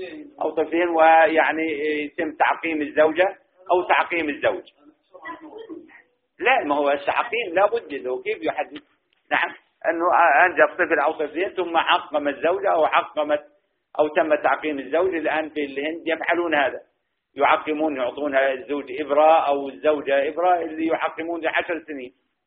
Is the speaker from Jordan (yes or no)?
yes; Jordan; كان سن الزواج عندنا في الأردن 26، ثم ارتفع الى 28